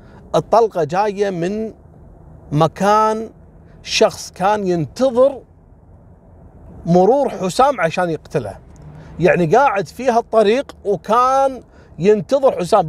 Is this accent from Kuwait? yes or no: yes; Kuwait; هني عندنا بالكويت حصلت كذلك نفس الواقعة